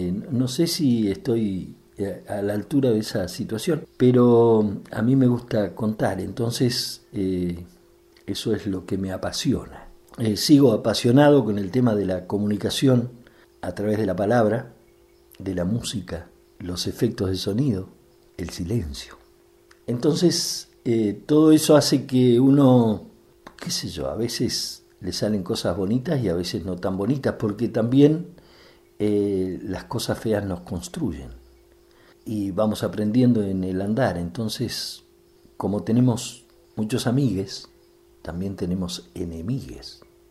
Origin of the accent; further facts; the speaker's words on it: El Bolsón, Río Negro, Argentina; born there; Nací en el Bolsón